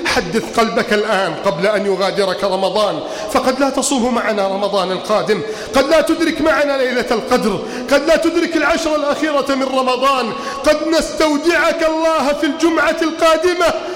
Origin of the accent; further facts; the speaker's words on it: Egypt; اللهم إنا نسألك أن تحفظ بلدنا مصر من كيد الكائدين